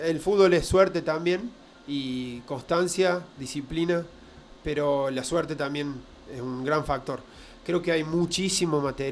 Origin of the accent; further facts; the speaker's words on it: Argentina; estamos hablando de que somos argentinos